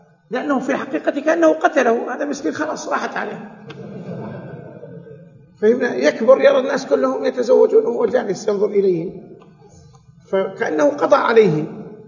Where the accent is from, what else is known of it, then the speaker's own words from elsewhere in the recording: Saudi Arabia; عندنا في السعودية هيئة كبار العلماء قدرت الدية